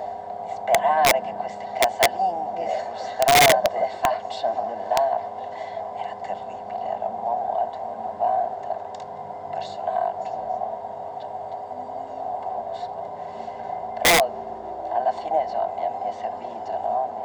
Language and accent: Italian; Trentino-Alto Adige, Italy; io sono vissuta in Valdissoli, in questo a 1000 metri, dove c'era una natura molto selvaggia